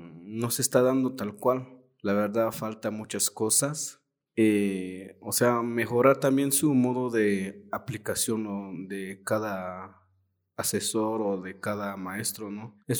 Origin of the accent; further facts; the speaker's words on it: Tenejapa, Chiapas, Mexico; yo soy de Tenejapa.